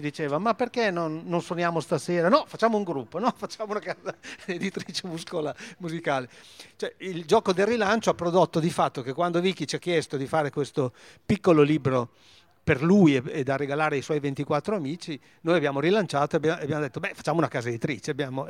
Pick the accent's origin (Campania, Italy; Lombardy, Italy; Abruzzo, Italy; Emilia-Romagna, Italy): Emilia-Romagna, Italy; Carpi; io sono di Carpi